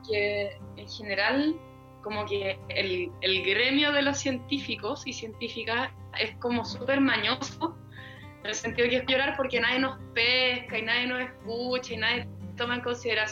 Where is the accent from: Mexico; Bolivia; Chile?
Chile; prefiero yo como científica o como mujer chilena, qué sé yo, posicionarme políticamente